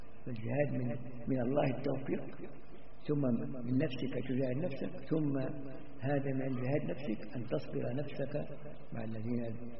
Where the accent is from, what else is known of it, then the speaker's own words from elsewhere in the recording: Egypt; أو يصلوا حتى عندنا في مصر يقعد يصلي بالناس